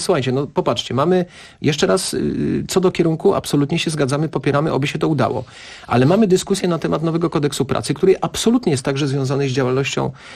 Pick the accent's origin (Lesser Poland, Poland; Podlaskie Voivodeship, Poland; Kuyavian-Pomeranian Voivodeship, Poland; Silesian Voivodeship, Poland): Lesser Poland, Poland; Kraków; now in Warsaw, Poland; mówiłeś, Kasiu, że jestem z Krakowa, ale ja akurat jestem tym Krakowianiem, który naprawdę Warszawę lubi i mnie tu jest dobrze.